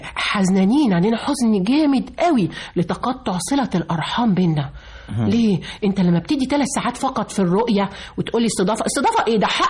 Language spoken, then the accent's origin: Arabic; Egypt; مصر اللي بنرفع راسنا بينا في كل حتة وأقول أنا مصري، أنا فرحان إن أنا مصري وأولادي مصريين